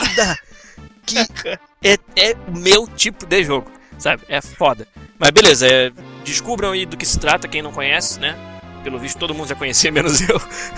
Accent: Rio de Janeiro, Brazil; now in Vancouver, Canada; Mas eu sou carioca, pô, vim pra Vancouver, então pra mim é frio pra, cacete.

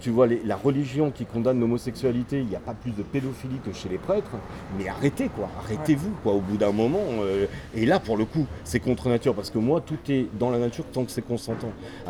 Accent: Corsica, France; Moi, tu vois, je suis corse d'origine et j'ai vécu là-bas 20 ans.

